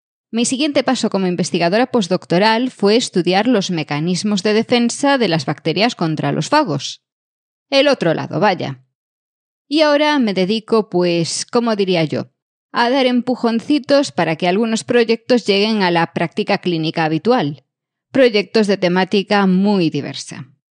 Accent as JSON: {"language": "Spanish", "region": "Galicia", "country": "Spain", "moved": "yes", "said": "yo llevo ya unos añitos fuera, pero ser soy gallega, y llevo la retranca metida en mi forma de ser."}